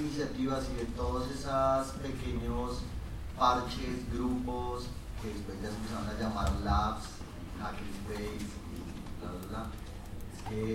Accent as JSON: {"language": "Spanish", "region": "Bogotá", "country": "Colombia", "said": "yo soy de Bogotá"}